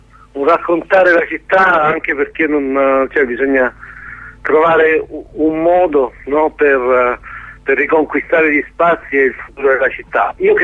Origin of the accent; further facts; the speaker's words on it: Lecce, Apulia, Italy; ero straniero completamente a Taranto, anche se sono di Lecce, insomma, però ho vissuto tanti anni fuori.